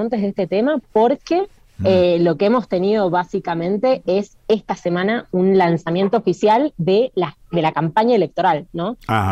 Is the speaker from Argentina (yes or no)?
yes; Argentina; now in abroad (not Argentina); uno viene de un país como Argentina que tiene muchísimo movimiento social